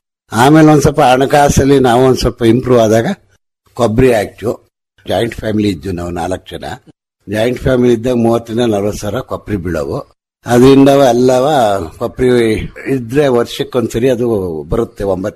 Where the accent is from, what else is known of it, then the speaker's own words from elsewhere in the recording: Karnataka, India; ಸಿಟಿಯಿಂದ ಒಂದು 25 ಕಿಲೋಮೀಟರ್ ಆಗುತ್ತೆ ಹಾಸನದಿಂದ. ಅರಸೀಕೆರೆ ಅಂದ್ರೂ 25 ಕಿಲೋಮೀಟರ್ ಆಗುತ್ತೆ. ನಮ್ಮ ಊರು ಹಾಸನ ತಾಲೂಕಿಗೆ ಸೇರಿದೆ.